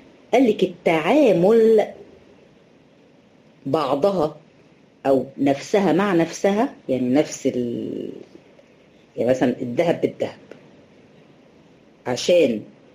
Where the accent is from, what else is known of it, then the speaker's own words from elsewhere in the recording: Egypt; طبعا احنا هنا عندنا في مصر برضو الفول ده يعد من ايه قوت البلد، الناس كلها بتفطر فول،